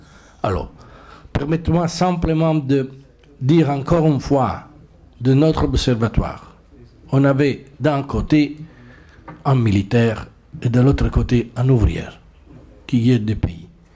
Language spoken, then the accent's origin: French; Italy; French is a second language; Je viens d'Italie, je représente une des confédérations syndicales italiennes.